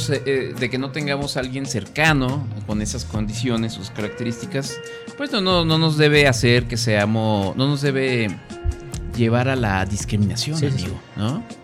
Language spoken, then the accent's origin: Spanish; Guanajuato, Mexico; Somos de Guanajuato, ¿no? Ni siquiera somos de León, somos de Guanajuato.